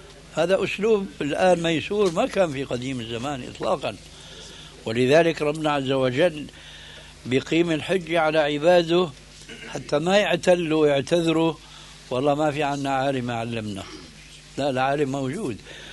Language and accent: Arabic; Syria; لكن كما يقولون عندنا في الشام بدها زكتاف،